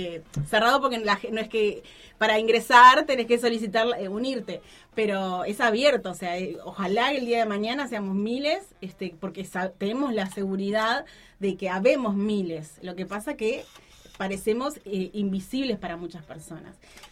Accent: Montevideo, Uruguay; hoy por hoy la mayoría somos de Montevideo

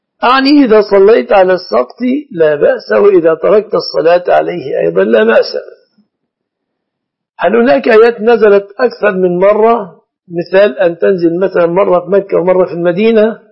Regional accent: Egypt; فالناس الآن لا يأكلون الشعير في بلادنا مصر

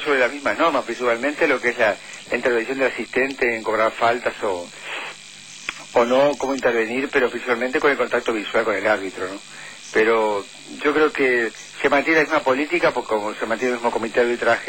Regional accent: Uruguay; No, la verdad es que como uruguayo, siempre al último momento armando todo.

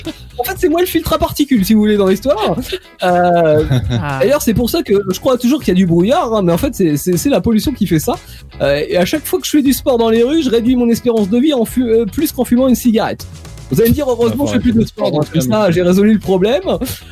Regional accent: Paris, Île-de-France, France; pour parler de mon ressenti en tant que parisien, en tant qu'habitant de la ville

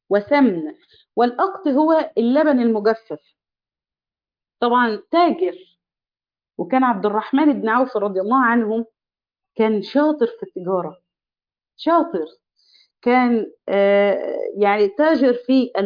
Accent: Egypt; يعني إحنا عندنا في مصر قول لي مالك، في إيه؟

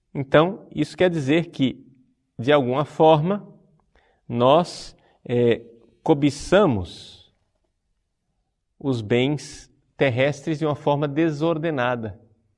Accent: Recife, Pernambuco, Brazil; born there; ele é nordestino como eu sou nascido em Recife

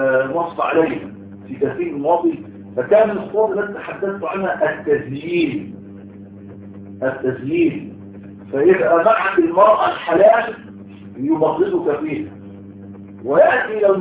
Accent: Egypt; وعندنا في مصر بيسموه العاده السريه

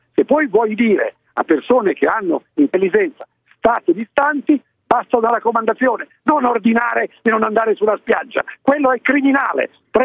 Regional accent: Po Valley, Italy; Della mia infanzia, io sono nato sul Po

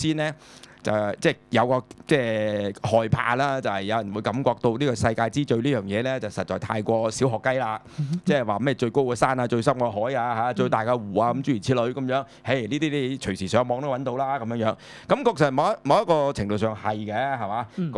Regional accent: China; 咁所以咧，其實我作為中國人嚟講啦

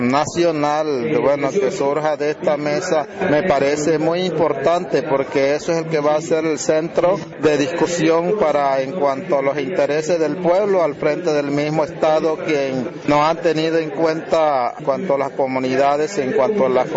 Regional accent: Riohacha, La Guajira, Colombia; soy de la etnia Wayú, vengo de La Guajira, sobre todo el municipio de Riohacha.

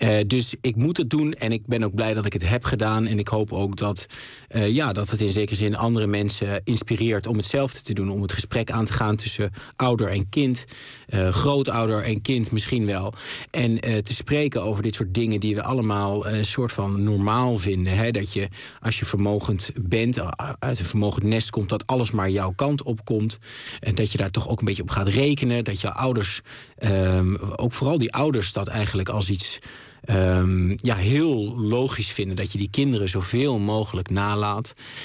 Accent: Overijssel, Netherlands; ik voetbalde gewoon als een gezonde Twentse jongen

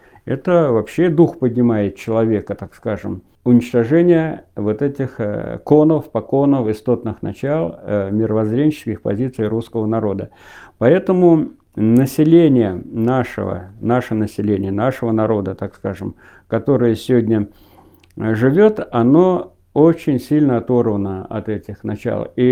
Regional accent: Vyazemka, Penza Oblast, Russia; В моем родном селе в 1937 году осенью село Вяземка Пензенской области Зимеченского района

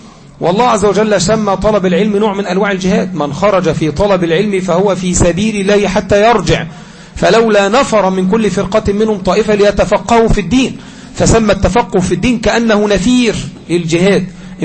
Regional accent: Egypt; وكذلك أن بلادنا مصر ما زالت لها عهد معهم

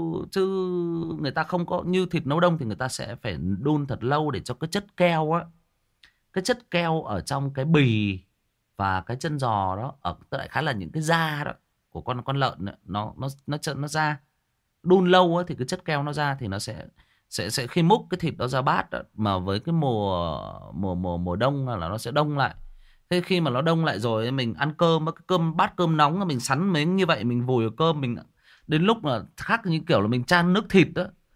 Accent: Northern Vietnam, Vietnam; Thật sự bản thân cá nhân tôi là người miền Bắc

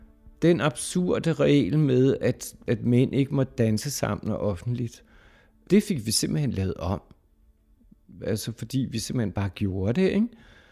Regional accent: Struer, Central Denmark Region, Denmark; born there; Jeg er født i Struer i det herrens år 1954.

